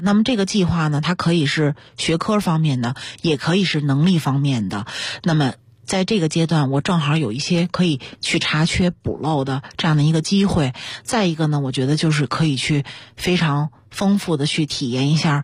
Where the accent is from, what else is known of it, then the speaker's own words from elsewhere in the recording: China; 我们中国人说的读万卷书行万里路真的特别重要